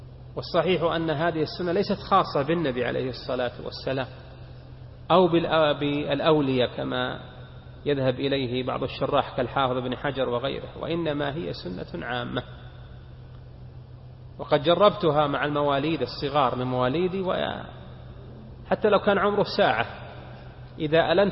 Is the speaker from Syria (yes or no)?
no; Saudi Arabia; وفي بلادنا المملكة العربية السعودية